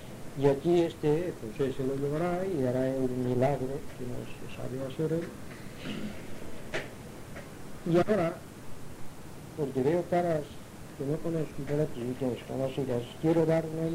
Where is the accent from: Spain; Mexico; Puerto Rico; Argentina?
Spain; Palma, Balearic Islands; born or raised there; also born or lived in Inca